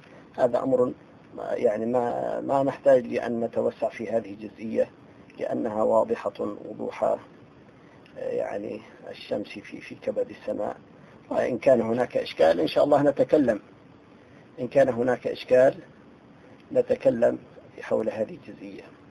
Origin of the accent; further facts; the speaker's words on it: Syria; في مصر بيسموهم بلطجية، نحن عندنا في سوريا بيسموهم الهمشرية